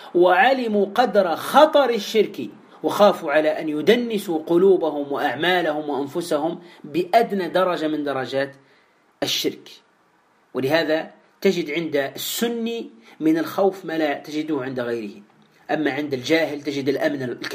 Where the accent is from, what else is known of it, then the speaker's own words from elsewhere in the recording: Tunisia; عندنا في تونس